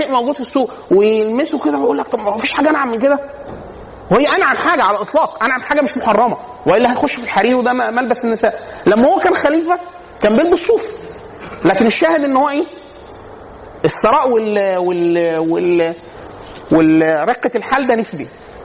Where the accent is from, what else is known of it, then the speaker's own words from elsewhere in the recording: Upper Egypt, Egypt; now in Cairo, Egypt; انا عشان اصلا من الصعيد